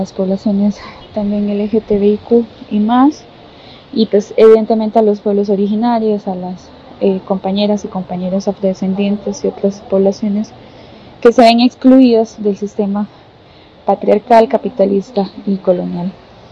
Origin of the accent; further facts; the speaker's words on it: Costa Rica; born there; soy centroamericana, nacida en Costa Rica